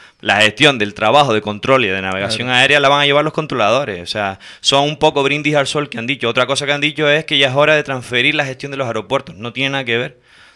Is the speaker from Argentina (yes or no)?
no; Canary Islands, Spain; Y en los días libres me voy para mi tierra. Con lo cual, hay pocos controladores canarios en ese sentido.